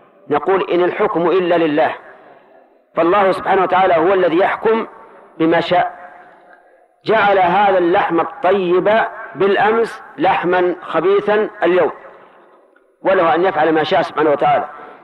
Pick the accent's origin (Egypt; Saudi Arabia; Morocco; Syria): Saudi Arabia; Najd; هذا السؤال الذي يسمى عندهم القحدد يسمى عندنا في نجد الشهاقة